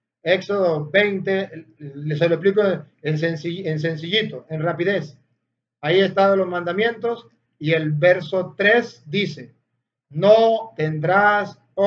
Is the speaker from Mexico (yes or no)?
no; Venezuela; como sacerdote tuyo te pido perdón por ese pecado de idolatría que ha cometido mi pueblo de Venezuela.